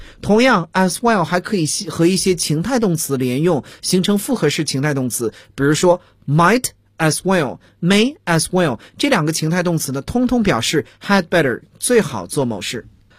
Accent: China; 其次呢这个土壤呢我们中国人一般把这种土壤叫做黑土

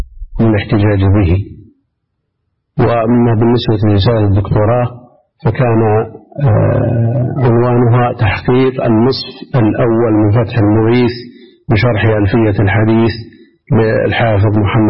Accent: Buraydah, Al-Qassim, Saudi Arabia; born there; من مواليد بريدة سنة 74 و300 ألف.

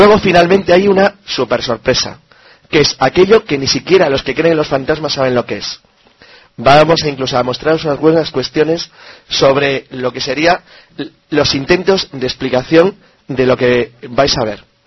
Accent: Santander, Cantabria, Spain; La verdad es que estoy muy a gusto volviendo a Santander, la lluvia, tal, está bien. Es mi tierra, al fin y al cabo.

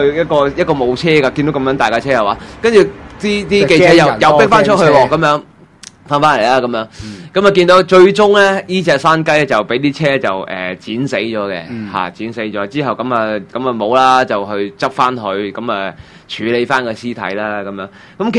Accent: Hong Kong; 其實呢啲咁嘅殺雞畫面，我哋都香港人都會記得㗎啦

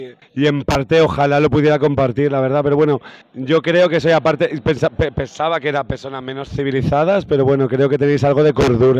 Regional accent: Valencia, Valencian Community, Spain; also born or lived in Barcelona; me fui a vivir a Barcelona. Entonces, sí, soy de Valencia.

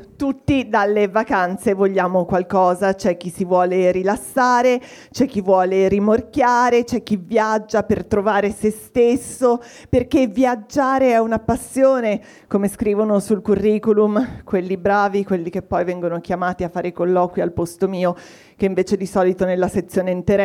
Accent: Liguria, Italy; born there; now in Milan, Italy; però io sono nata a Ligure, quindi sono particolarmente oculata nei confronti dei soldi che escono dalle mie tasche, ma vivo anche a Milano da 20 anni

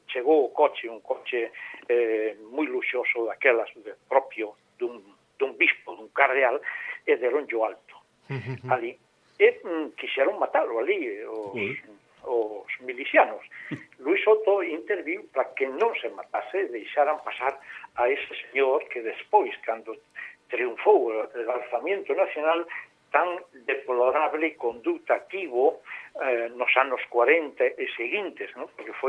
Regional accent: Vigo, Galicia, Spain; Además, porque somos de Teis, decimos moitas veces, vou a Vigo.

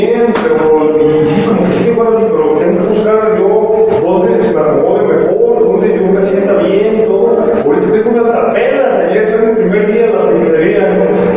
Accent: Jalisco, Mexico; No, de aquí de... Soy de aquí en Jalisco.

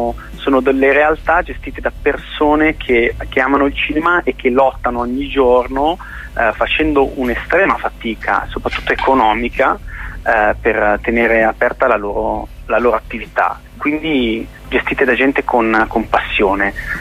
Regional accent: Milan, Lombardy, Italy; io sono milanese

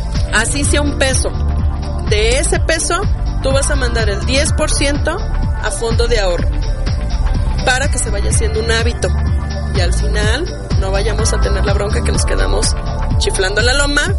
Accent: Mexico; es importante que tengamos memoria como ciudadanos, como mexicanos

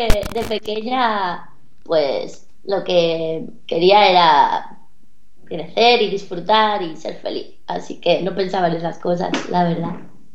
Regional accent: Calahorra, La Rioja, Spain; born there; Nací en Calahorra, en La Rioja. ¿Sabéis dónde está?

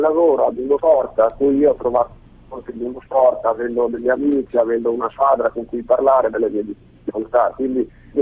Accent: Belluno, Veneto, Italy; Io ho 24 anni, vengo da Belluno

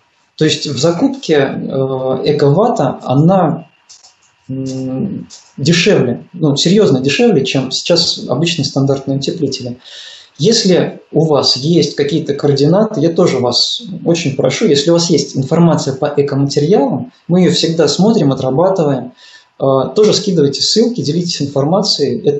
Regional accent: Smolensk Oblast, Russia; born there; Я сам родился в Смоленской области.

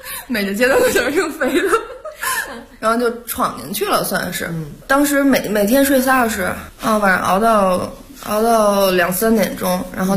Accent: Beijing, China; 我是在就是北京出生长大的，工作也是在北边北辰，北辰集团，在北边工作了4年

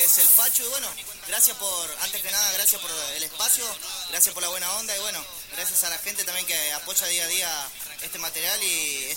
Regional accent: Buenos Aires, Argentina; Nosotros somos acá de Capital. Yo soy de Solati y de Pompeya.

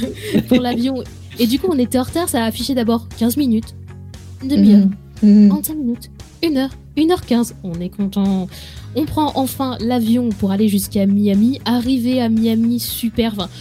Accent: France; Bon, certes, on vient de la France, voilà, gastronomique, tout ça.

